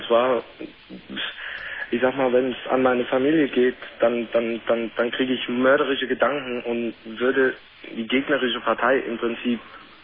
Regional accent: New York, United States; German is a second language; ich bin halt eben die meiste Zeit in New York im Ghetto groß geworden.

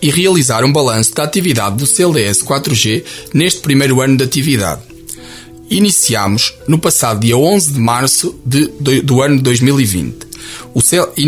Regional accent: Oliveira do Hospital, Coimbra, Portugal; sou natural do Conselho de Oliveira do Hospital, resido na aldeia das Seixas, da freguesia do Seixo da Beira.

